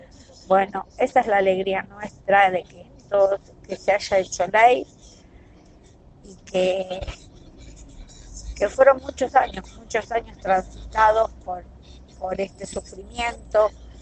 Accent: Villa Madero, Buenos Aires Province, Argentina; soy de Villa Madero, tengo 55 años

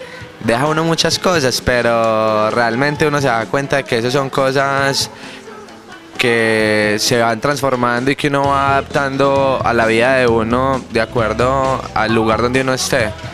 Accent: Colombia; now in Argentina; diferentes zonas, diferentes regiones, diferentes ciudades de mi país, y aprendí a valorar más lo de mi tierra. Este es el primer país que conozco fuera del mío

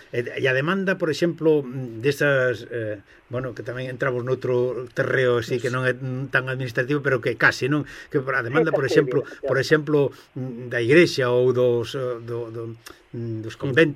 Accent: Galicia, Spain; esa escultura enorgullecenos a nos precisamente como galegos

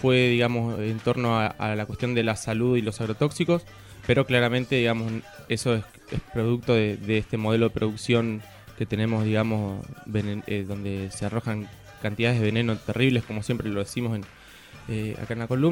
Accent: Pehuajó, Buenos Aires Province, Argentina; Estuvimos en Trenquelauquen, ahí al ladito de mi pueblo, en Pehuajó, donde soy yo.

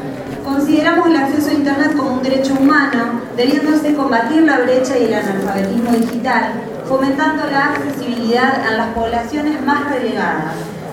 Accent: Rosario, Santa Fe, Argentina; mi compañero es Sebastián Butisé. Venimos de la ciudad de Rosario

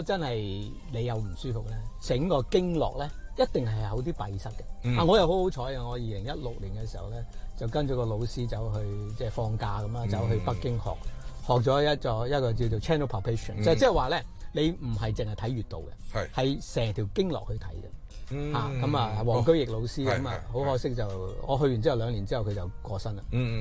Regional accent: Guangdong, China; 首先講中醫咧，我哋中國人乜嘢都係五嘅

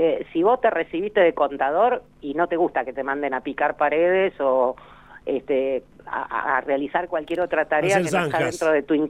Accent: Bahía Blanca, Buenos Aires Province, Argentina; born there; Yo nací en Bahía Blanca, así que sé de lo que estoy hablando.

